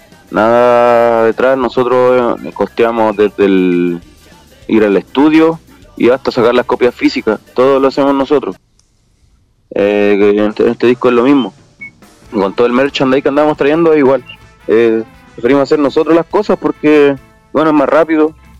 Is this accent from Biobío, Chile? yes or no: no; Santiago, Santiago Metropolitan Region, Chile; Bueno, yo hablo específicamente de Santiago porque nosotros somos de Santiago. Bueno, igual hemos recorrido harto de norte